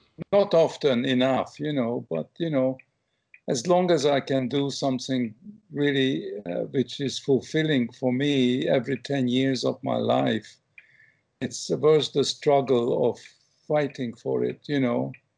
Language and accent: English; England, United Kingdom; moved away as an adult; also born or lived in Hungary; now in United States; But I love England, and I grew up in England, you know, having escaped from Hungary in 1956, and England really become my home, my real adopted country. And then I left it, you know, around 1980, you know, when I came to America